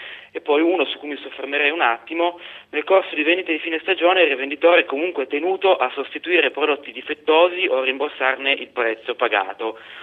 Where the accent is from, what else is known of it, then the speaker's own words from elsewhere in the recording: Turin, Piedmont, Italy; Rispondendo all'ascoltatore di Torino, anch'io torinese